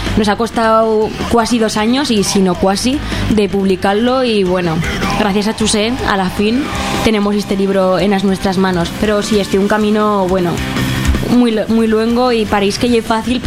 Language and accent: Spanish; Zaragoza, Aragon, Spain; todos somos de Zaragoza, somos todos Neofablans.